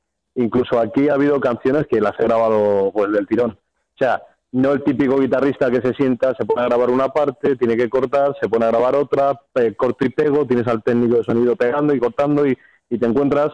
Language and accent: Spanish; Castilla-La Mancha, Spain; ya sabes, nosotros somos manchegos, o sea, del tema en inglés, te puedes imaginar.